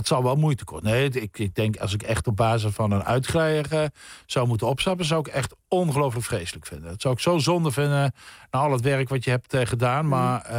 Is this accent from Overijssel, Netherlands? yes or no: no; Nuth, Limburg, Netherlands; ik kom uit Zuid-Limburg, het Nut, een dorpje bij Heerlen. Er is geen zee of meer in de buurt.